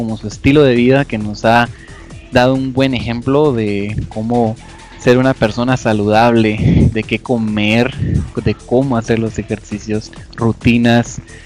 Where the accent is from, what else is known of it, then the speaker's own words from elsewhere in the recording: Guatemala; es un orgullo para nosotros, como chapines, como guatemaltecos